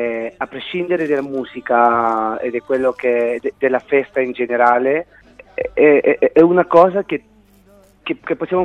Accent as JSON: {"language": "Italian", "town": "Tingo María", "region": "Huánuco", "country": "Peru", "tie": "born or raised there", "lives_now": "Italy", "said": "ho scritto una canzone per la mia città natale che si chiama Tingo Maria, che appunto racconta una storia un po' fantastica di innamorati di natura, insomma."}